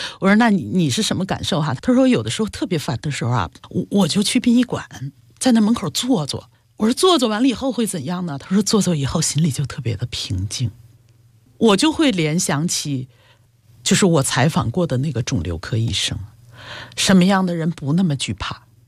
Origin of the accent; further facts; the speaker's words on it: China; 我们中国人都会觉得哦，它科技特别厉害